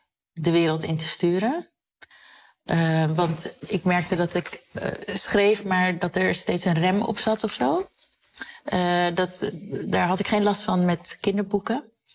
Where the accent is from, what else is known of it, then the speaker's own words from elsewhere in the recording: Koraal Specht, Curaçao; born there; Ik werd in Koraalspecht geboren. Zo'n echte typische Curaçaose wijk.